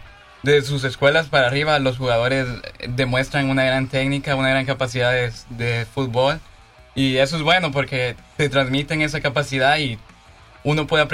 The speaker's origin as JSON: {"language": "Spanish", "town": "Los Angeles", "region": "California", "country": "United States", "also_born_or_lived": "San Salvador, El Salvador", "said": "De acá de Los Ángeles, pero en realidad yo nací en San Salvador."}